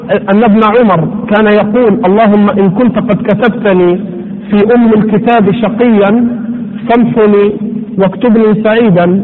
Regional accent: Egypt; لا لا، احنا غلابة مصريين بنتكلم على اللي احنا فاهمينه

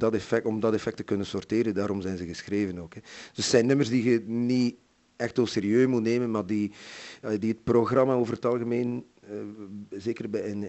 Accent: Brussels, Belgium; first language fr; Dutch is a second language; also born or lived in West Flanders; voor mij is Frans mijn eerste taal. Ik kom uit een Franstalig gezin uit Brussel door omstandigheden zijn we in West-Vlaanderen gaan wonen.

